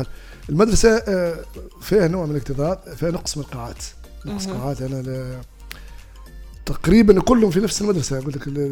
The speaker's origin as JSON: {"language": "Arabic", "town": "Kelibia", "region": "Nabeul Governorate", "country": "Tunisia", "said": "وبالنسبة متاع متاعنا في جهة منطقة كليبية الحجم متاعها صغير شوي"}